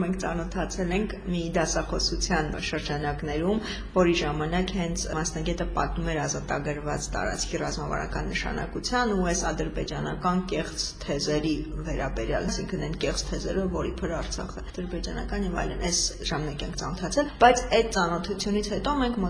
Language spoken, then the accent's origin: Armenian; Vanadzor, Lori, Armenia; ես Վանաձորից եմ, Վանաձորում եմ ծնվել մեծացել, բայց արդեն դե սովորել եմ Երևանում, աշխատում եմ Երևանում